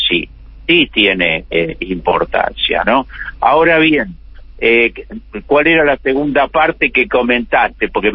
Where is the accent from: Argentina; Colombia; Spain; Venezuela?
Argentina; Es una tragedia que como argentinos nos tenemos que avergonzar.